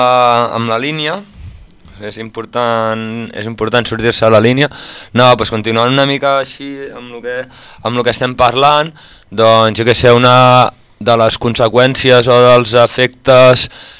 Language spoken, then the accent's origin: Spanish; Manresa, Catalonia, Spain; Spanish is a second language; me quiero mi tierra, me gusta el catalán y utilizo el catalán